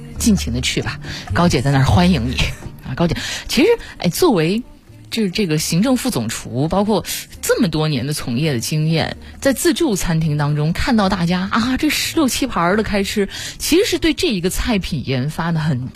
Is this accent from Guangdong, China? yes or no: no; Wuhan, Hubei, China; 哎，你说我作为一个武汉人，我吃小龙虾我觉得吃不过这位女士。